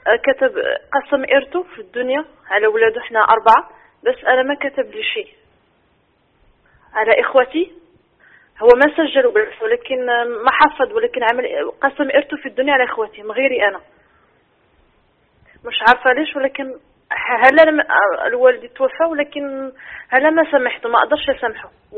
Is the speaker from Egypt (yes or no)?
no; Morocco; من المغرب شيخ، تشرفت نتكلم معك